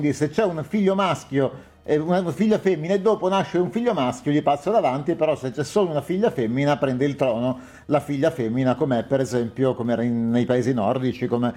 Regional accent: Bologna, Emilia-Romagna, Italy; io sono di Bologna

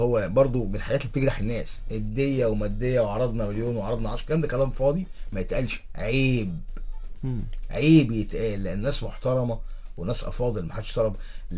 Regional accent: Egypt; عندنا في مصر نجوم كتير جدا دخلوا الملعب وخرجوا الملعب.

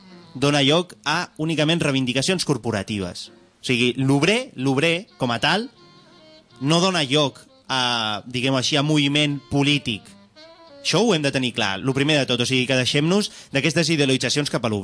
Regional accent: Barcelona, Catalonia, Spain; jo vinc d'una família obrera. La meva àvia era minera i la meva mare és assalariada. O sigui que a mi no em venguin la moto i m'he criat a Nou Barris.

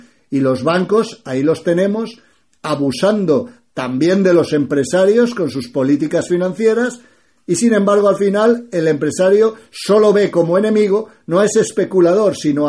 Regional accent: Spain; es mi aliado como español porque soy obrero.

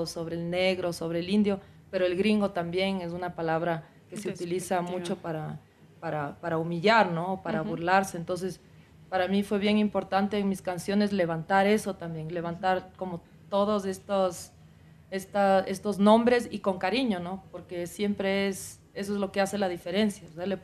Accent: Ecuador; now in Netherlands; Y cuando yo salí del Ecuador, yo salí queriendo ser rockera y punkera. Y en Holanda yo compuse un poco en estos estilos

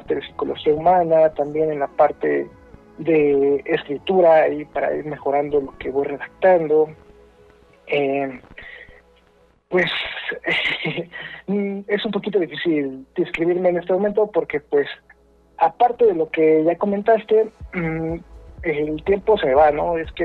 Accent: Mexico City, Mexico; soy de aquí, de la Ciudad de México. Ya saben, tortas de tamal, ¿qué más hay?

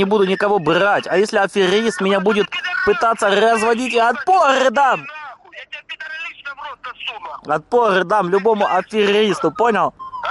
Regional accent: Ukraine; Я не бендеровец, я... Я украинец.

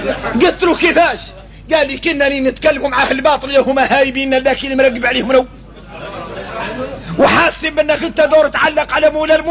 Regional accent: Mauritania; وإحنا موريتاني

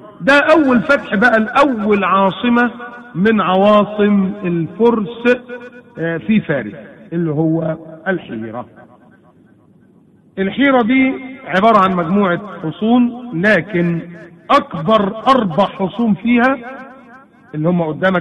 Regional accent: Egypt; عكس نهر النيل اللي المنابع بتاعته من الجنوب عندنا في مصر

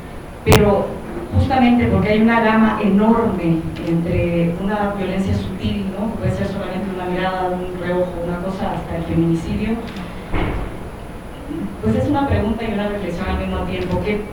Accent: Honduras; now in Mexico; soy hondureña, residente en esta ciudad

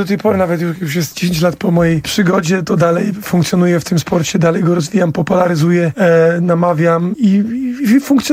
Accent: Płock, Masovian Voivodeship, Poland; ja zaczynałem od tenisa stołowego w mojej rodzinnej miejscowości w Płocku

